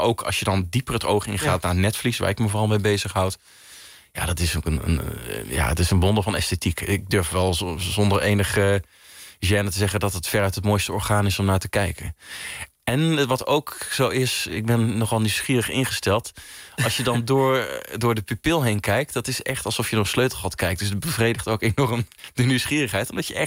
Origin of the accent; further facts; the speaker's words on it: Netherlands; also born or lived in Belgium; Ik ben een Nederlander, dus ik wilde graag terug ook naar Nederland voor de opleiding.